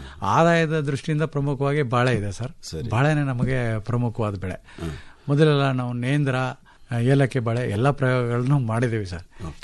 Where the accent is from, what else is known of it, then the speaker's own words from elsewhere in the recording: Karnataka, India; ಅದು ಗಡಿನಲ್ಲಿದೆ, ಚಾಮರಾಜನಗರ ಜಿಲ್ಲೆಯ ಕೊನೆಯ ಗ್ರಾಮ. ಆದ್ರೂ ಒಂದು ಕಡೆ ಕೇರಳ ಮತ್ತೆ ತಮಿಳುನಾಡಿನ ಗಡಿ ಭಾಗದ ಕಾಡಂಚಿನ ಗ್ರಾಮ. ಅಲ್ಲಿಂದ ಆಚೆಗೆ ಕಾಡೇ ಇರ್ತದೆ. ಆ ಊರಿನಲ್ಲಿ ನಾನು ಹುಟ್ಟಿದ್ದು ಬೆಳೆದಿದ್ದು ಮತ್ತೆ 7ನೇ ತರಗತಿವರೆಗೆ ಅಲ್ಲೇ ಓದಿದ್ದು.